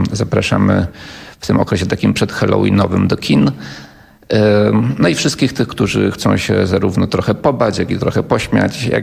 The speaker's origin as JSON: {"language": "Polish", "town": "Trzebinia", "region": "Lesser Poland", "country": "Poland", "said": "No ja pochodzę z Trzebini, więc to jest na granicy Małopolski i Śląska."}